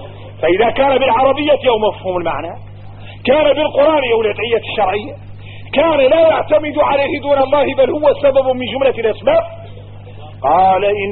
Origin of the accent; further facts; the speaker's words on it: Mauritania; احنا موريتاني نعيش مدرستين مطاحنات